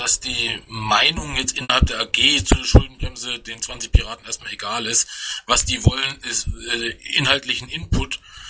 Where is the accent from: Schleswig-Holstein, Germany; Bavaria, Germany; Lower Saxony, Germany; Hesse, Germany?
Hesse, Germany; Ja, das kommt hin. Ich komme ja aus Hessen.